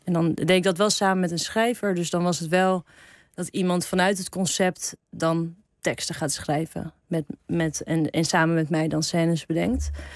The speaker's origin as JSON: {"language": "Dutch", "town": "Heemstede", "region": "North Holland", "country": "Netherlands", "tie": "born or raised there", "said": "Heemstede."}